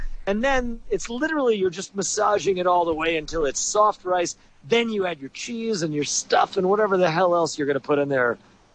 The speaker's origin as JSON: {"language": "English", "town": "New York City", "region": "New York", "country": "United States", "said": "And I'm from the New York City area, so in New York City they call it gravy, which doesn't make any sense."}